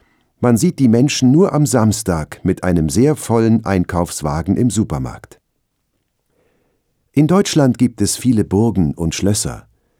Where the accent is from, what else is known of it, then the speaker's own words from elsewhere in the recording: Satun, Thailand; also born or lived in Bangkok; Meine Heimatstadt Satun im Süden Thailands ist auch ruhig, aber klein. Aber ich habe mehrere Jahre in Bangkok gewohnt und studiert.